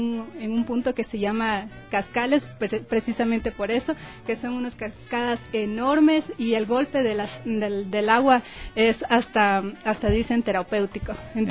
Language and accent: Spanish; Joya de los Sachas, Orellana, Ecuador; De Orellana, Joya de los Hachas.